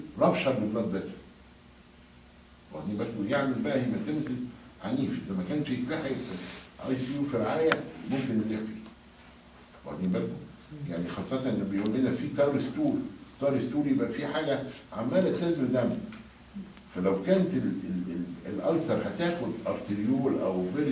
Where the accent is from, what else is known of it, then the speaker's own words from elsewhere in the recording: Egypt; عندنا في مصر كلنا مشتركين في نوادي رياضيه